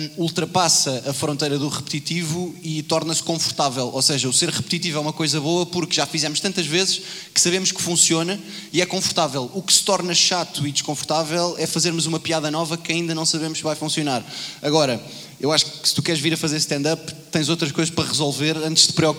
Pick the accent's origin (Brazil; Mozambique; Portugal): Portugal; Lisbon; Nascido em Campo de Ourique e criado em Campo de Ourique. Ou seja, pussy máximo, nunca estive na Madeira.